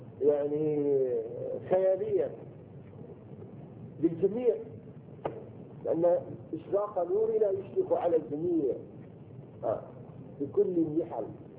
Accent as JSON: {"language": "Arabic", "country": "Syria", "said": "ما انا سوري ما لي علاقه"}